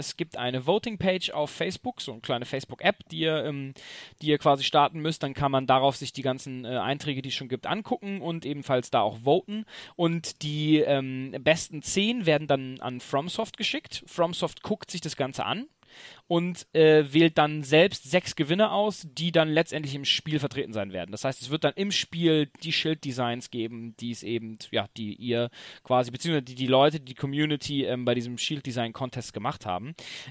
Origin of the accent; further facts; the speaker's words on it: Tübingen, Baden-Württemberg, Germany; aber wir kommen ja aus Tübingen